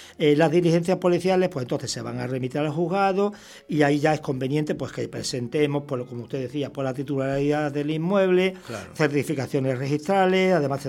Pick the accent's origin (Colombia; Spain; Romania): Spain; Extremadura; porque me siento aquí como en mi tierra de origen, que es Extremadura